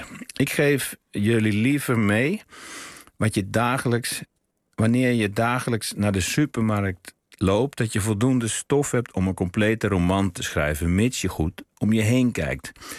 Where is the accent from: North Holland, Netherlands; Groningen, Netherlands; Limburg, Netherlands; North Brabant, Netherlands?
North Brabant, Netherlands; Terwijl de dijken waar ik in mijn jeugd aan woonde in Brabant, daar kun je de rivier niet zien.